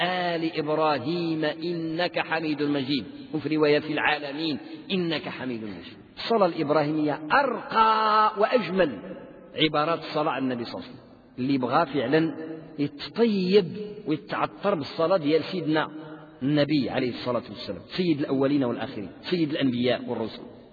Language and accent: Arabic; Morocco; كان عندنا في المغرب علماء يملؤون الدنيا